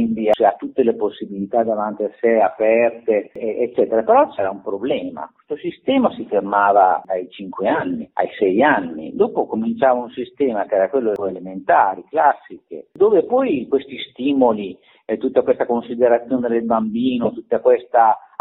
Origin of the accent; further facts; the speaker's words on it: Reggio Emilia, Emilia-Romagna, Italy; io vengo da Reggio Emilia